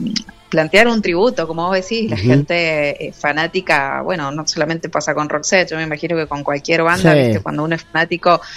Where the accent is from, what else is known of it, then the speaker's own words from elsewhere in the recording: Mendoza, Argentina; Nosotros somos de Mendoza, les cuento ahí para los que no saben acerca de nosotros.